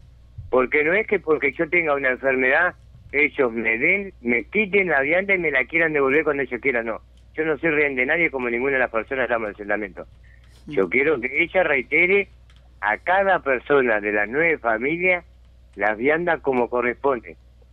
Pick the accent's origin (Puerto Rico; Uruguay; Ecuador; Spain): Uruguay; Montevideo; Yo hace 6 años que vivo acá. Pero los 6 años que vivo acá, pues yo soy nacido y criado en Montevideo.